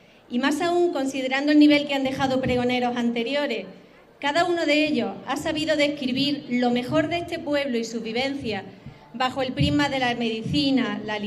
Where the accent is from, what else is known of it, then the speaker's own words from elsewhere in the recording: Jódar, Andalusia, Spain; also born or lived in Jaén; hace más de 40 años, en Jaén, pero soy de Jodar, aquí me he criado. … nacieron y vivieron en Jodar, y mis abuelos y mis bisabuelos. Viví hasta los 9 años en el barrio